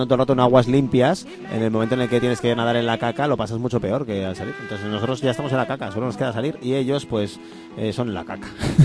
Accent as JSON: {"language": "Spanish", "region": "Catalonia", "country": "Spain", "said": "Mi presente, yo soy catalán."}